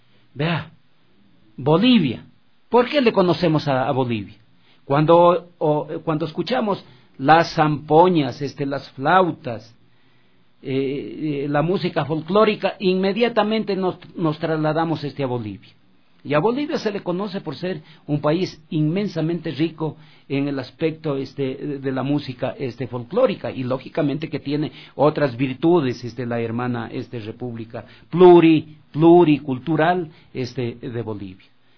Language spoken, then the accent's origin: Spanish; Loja, Ecuador; yo vengo de Loja, ¿no?